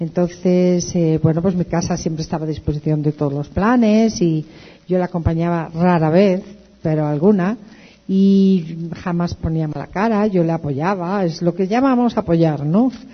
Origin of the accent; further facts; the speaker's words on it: Santander, Cantabria, Spain; Yo tenía muchas ganas de regresar a mi tierra. Yo soy de Santander, del norte de España. Tenía muchas ganas de regresar a mi tierra